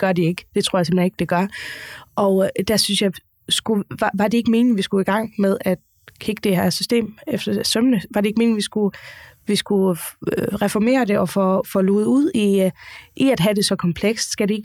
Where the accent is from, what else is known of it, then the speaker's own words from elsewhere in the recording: Faroe Islands; nu kommer jeg fra Færøen, der er ledigheden altid lavere